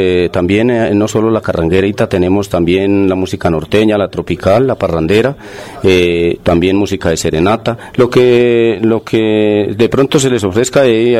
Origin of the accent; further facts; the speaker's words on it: Santa Sofía, Boyacá, Colombia; Soy oriundo de Santa Sofía, departamento de Boyacá.